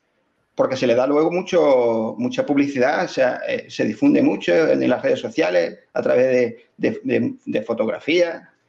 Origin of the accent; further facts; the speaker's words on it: Extremadura, Spain; de embalses grandes que tenemos aquí en Extremadura, para echarlas aquí a la charca de mi pueblo o al embalse de mi pueblo.